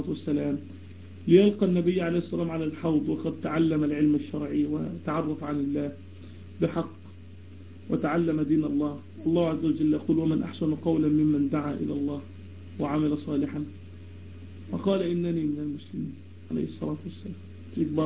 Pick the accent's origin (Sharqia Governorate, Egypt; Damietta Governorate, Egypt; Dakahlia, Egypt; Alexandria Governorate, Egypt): Damietta Governorate, Egypt; Damietta; أنا من دمياط، من مصر، من دمياط.